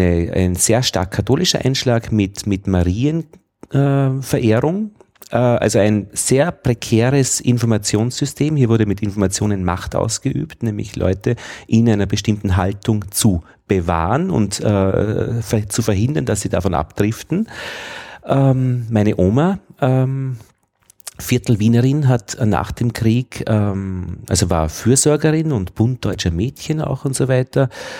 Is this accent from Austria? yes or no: yes; Braunau am Inn, Upper Austria, Austria; Ich bin in Oberösterreich zur Schule gegangen, Braun am Inn